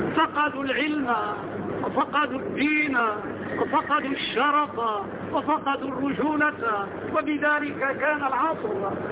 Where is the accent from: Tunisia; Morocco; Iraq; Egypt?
Morocco; وهذه القصور عندنا في المغرب، ودخلتها ونزلت فيها وأقمت فيها الأسابيع